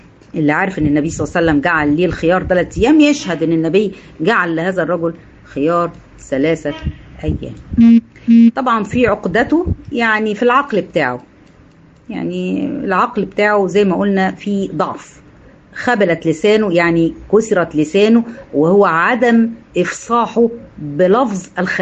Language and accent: Arabic; Egypt; يعني اللي عندنا في مصر يفهم انا بقول الاماكن